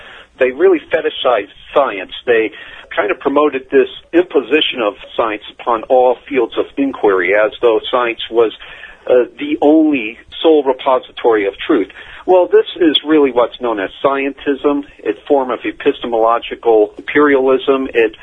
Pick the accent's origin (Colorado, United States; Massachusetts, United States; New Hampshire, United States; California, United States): Colorado, United States; really began when I was a kid growing up in Colorado. There was a big anti-authoritarian vibe there at the time